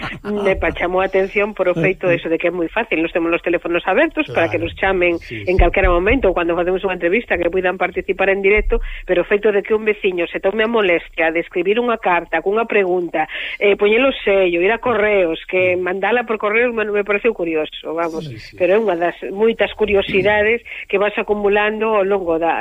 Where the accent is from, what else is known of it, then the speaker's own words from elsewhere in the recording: O Bolo, Galicia, Spain; now in Monforte de Lemos, Spain; sin ser de Monforte, son de Valdeorras, do Concello do Bolo